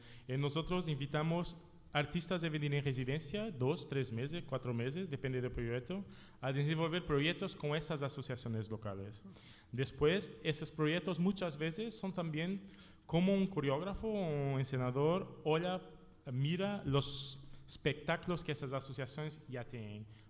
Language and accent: Spanish; Minde, Santarém District, Portugal; Spanish is a second language; llegamos al centro en mi pueblo. En la realidad, los centros del festival es una pequeña, no es ciudad, ¿cómo se llama? Es un pueblo, sí, que tiene 4.000 habitantes. Es esta ciudad, Minde